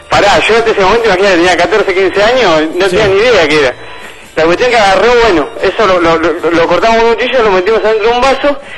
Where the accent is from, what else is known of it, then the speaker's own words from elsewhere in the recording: Lanús, Buenos Aires Province, Argentina; yo soy de Lanús